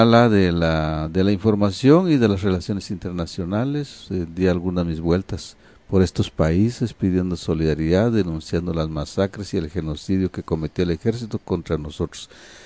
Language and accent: Spanish; Guatemala; nosotros los indígenas, que somos el 60% de la población guatemalteca